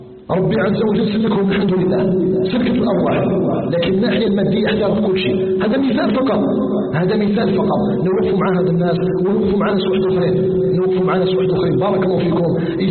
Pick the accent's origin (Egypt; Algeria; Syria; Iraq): Algeria; أن يجعل بلدنا الجزائر آمنا مطمئنا